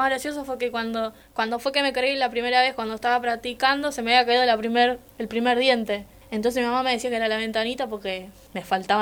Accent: Remedios de Escalada, Buenos Aires Province, Argentina; Mi infancia transcurrió en Remedios de Escalada, en Lanús, a partir de los 4 o 5 años.

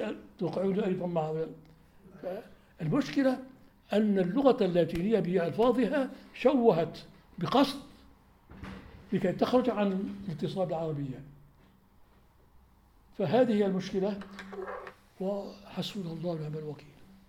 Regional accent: Aleppo, Aleppo Governorate, Syria; عندنا في حلب كثيرون جدا

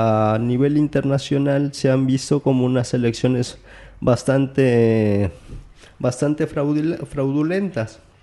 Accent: Mexico; now in Spain; somos ciudadanos mexicanos

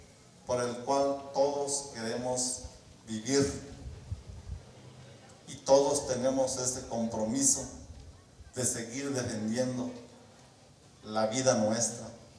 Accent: Cherán, Michoacán, Mexico; Nosotros como cheranenses hemos sido ejemplo a nivel naci

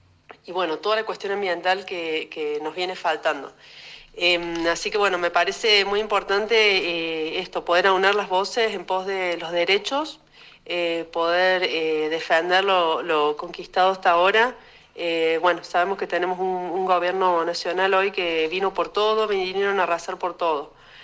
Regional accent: Argentina; nos interpela como argentinas, como ciudadanas, como pueblo.

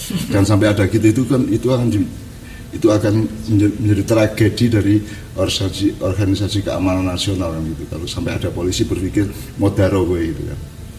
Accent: Java, Indonesia; Makanya kalau kita orang Jawa ada Desa Mawacoro, Negara Mawatoto.

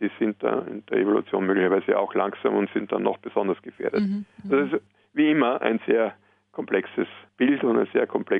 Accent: Austria; bei uns in Österreich sogar von Bundesland zu Bundesland unterschiedlich

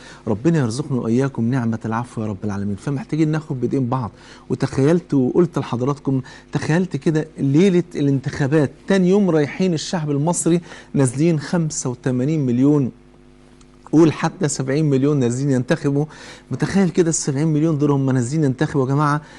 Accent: Egypt; كلنا كمصريين، كلنا شركاء وطن

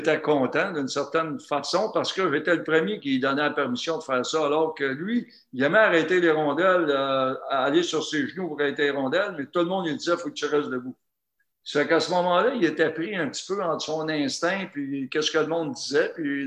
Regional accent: Mirabel, Quebec, Canada; Et je viens de la région de Mirabel

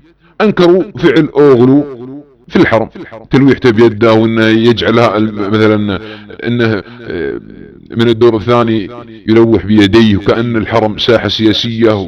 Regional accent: Saudi Arabia; بعض الاخوانجية عندما يرى بلادنا السعودية تتعاون مع تركيا عسكريا وامنيا

